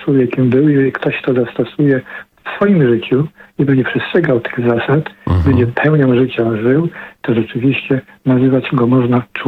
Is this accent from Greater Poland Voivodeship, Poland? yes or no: yes; Poznań, Greater Poland Voivodeship, Poland; born there; also born or lived in Vancouver / Ottawa; now in Gdynia, Poland; jestem poznaniakiem, urodzonym w Poznaniu. Kocham Gdynię, bo tu mieszkam. Kocham Poznań, bo tam się urodziłem. Kocham Vancouver, kocham Ottawę, gdzie mieszkałem w Kanadzie.